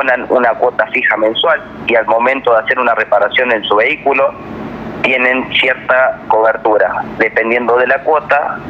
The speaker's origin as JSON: {"language": "Spanish", "region": "Córdoba", "country": "Argentina", "said": "nosotros somos de Córdoba Capital"}